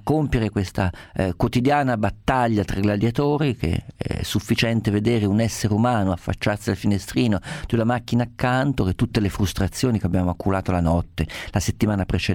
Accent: Perugia, Umbria, Italy; nella mia città d'origine, a Perugia

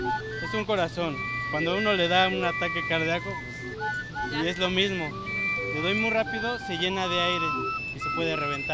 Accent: Ecatepec, State of Mexico, Mexico; born there; Yo soy de aquí de Catepec, ahora sí, okay. Nacido aquí.

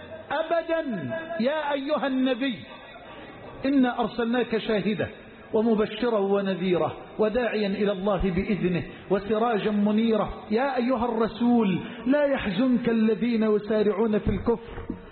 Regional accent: Egypt; واجعل بلدنا مصر أمنا أمانا سخاء رخاء

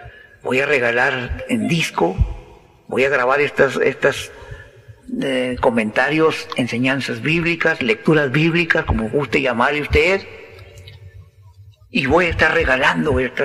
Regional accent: Villa Ahumada, Chihuahua, Mexico; Yo anhelo ver a mi pueblo Villahumada salvado

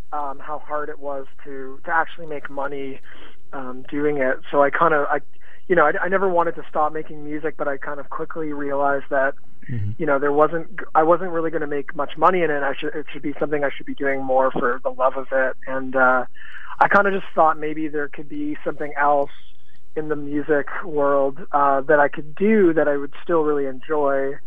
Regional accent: St. Catharines, Ontario, Canada; now in Toronto, Canada; in my hometown, St. Catharines

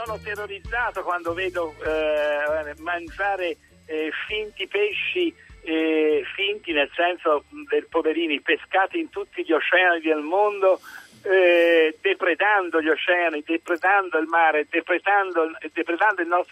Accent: Florence, Tuscany, Italy; ma toscano e da fiorentino ti affermo con certezza

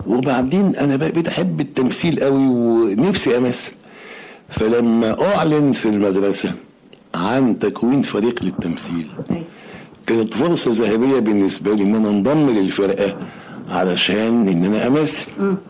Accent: Mansoura, Dakahlia, Egypt; also born or lived in Cairo; لا اتذكر اطلاقا مثلا ان انا كنت بـ بـ بـ بـ بروح سينما وانا صغير وانا في المنصورة. يعني بدأت كل هذه الهوايات تتضح لما جيت القاهرة.

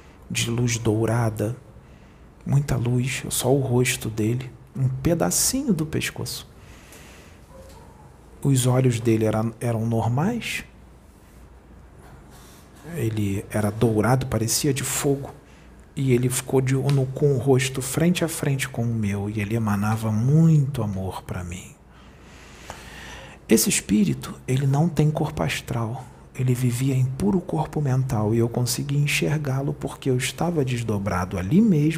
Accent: Rio de Janeiro, Brazil; Eu não fui até onde ele está, porque eu sou do Rio e ele é de Porto Alegre.

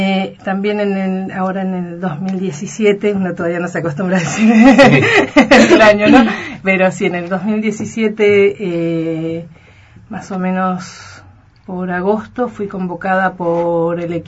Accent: Río Negro, Argentina; No sabría decirte cuántos somos los argentinos, pero también hay un gran número. Rionegrinas, sí, somos dos.

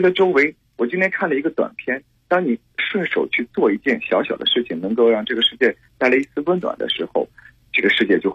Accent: Qingdao, Shandong, China; now in Beijing, China; 你像我刚说我是青岛人我常年住北京

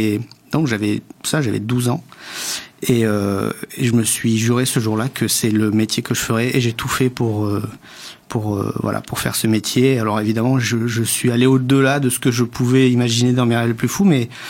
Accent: Rodez, Occitanie, France; Je viens de l'Aveyron, je viens de Rodez. J'avais 12 ans. Et à l'époque, dans une ville comme Rodez, en gros 30 000 habitants

